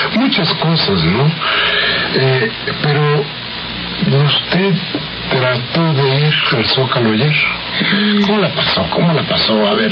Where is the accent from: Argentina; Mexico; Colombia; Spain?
Mexico; se juntaron con los amigos para celebrar que seguimos siendo mexicanos.